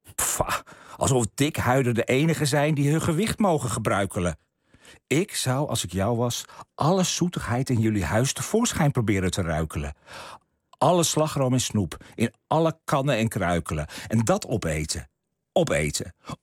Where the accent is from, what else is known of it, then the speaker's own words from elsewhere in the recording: Friesland, Netherlands; Nou, ik ben een Fries jongetje. Ik woon in Heerenveen.